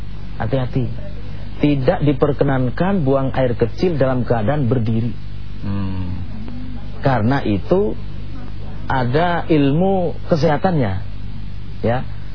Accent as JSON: {"language": "Indonesian", "region": "Jakarta", "country": "Indonesia", "said": "Istitobah itu bahasa kita, orang Betawi atau orang Jakarta, orang Indonesia ini cebok."}